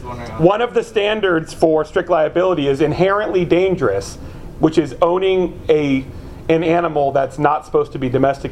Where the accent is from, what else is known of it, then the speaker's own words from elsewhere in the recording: California, United States; I grew up in the Bay Area